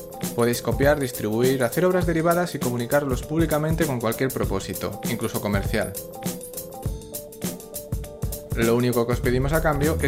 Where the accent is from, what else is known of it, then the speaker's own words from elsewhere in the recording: Salamanca, Castile and León, Spain; de Salamanca.